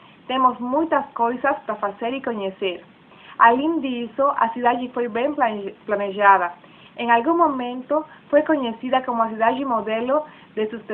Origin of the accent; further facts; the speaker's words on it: Bolivia; Portuguese is a second language; now in Curitiba, Brazil; Eu sou da Bolívia, mas agora estou estudando com uma bolsa de estudos no Brasil.